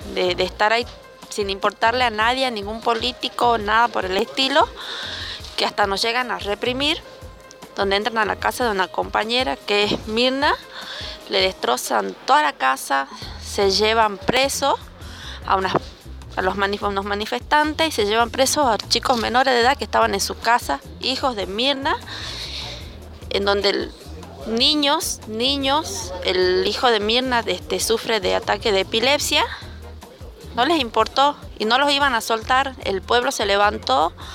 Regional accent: Hipólito Yrigoyen, Salta, Argentina; vengo desde Hipólito Yrigoyen.

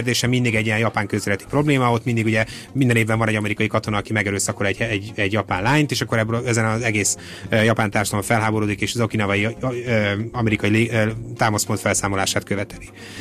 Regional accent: Hungary; nyilván magyarként sem szeretnék ebben belemenni, hogy mit gondolnak a magyarok a szlovákokról

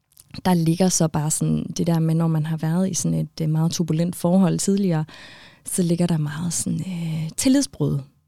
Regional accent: Aalborg, North Denmark Region, Denmark; Vi kommer fra Aalborg-området, begge to.

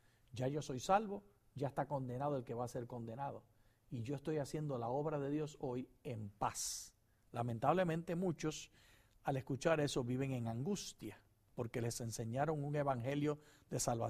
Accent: Puerto Rico; Como puertorriqueño tengo que decir ¡ay, bendito!

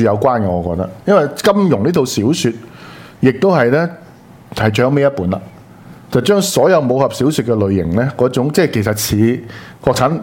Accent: Hong Kong; 即是我们是受过英治嘛， 被英國人管治過在殖民地裏面嘛，所以呢個就係香港人的 original sin 嚟噶嘛

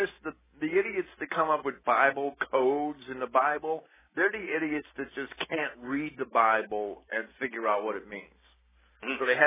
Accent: Jersey City, New Jersey, United States; also born or lived in Virginia; No, I'm not. I'm a New Yorker. I mean, I was born and raised in, I was born in Virginia, actually. I was a Navy baby. But, I mean, I spent my whole life in Jersey City.

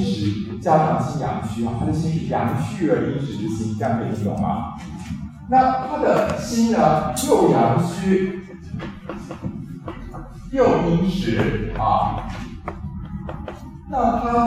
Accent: Taiwan; 所以就以我一个台湾人的立场来讲啊，就因为我们的台湾中医大约还有这样的底子，

